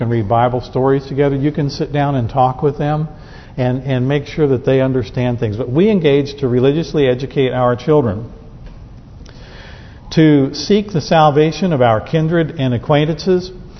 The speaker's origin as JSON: {"language": "English", "region": "Southern United States", "country": "United States", "said": "I know I'm a Southerner. I come from a Southern family."}